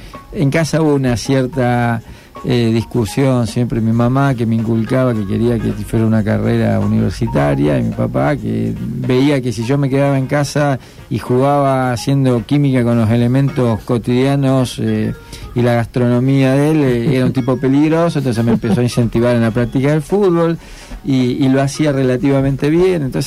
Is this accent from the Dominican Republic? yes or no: no; Argentina; mirá, soy argentino, dame la camiseta cuando termine el partido